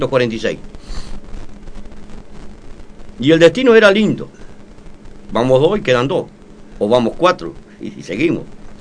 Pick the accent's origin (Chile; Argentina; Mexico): Argentina; Buenos Aires; born there; Y bueno, nací ahí en Villairi, estuve hasta los 4 años con mi padre, mi fino padre.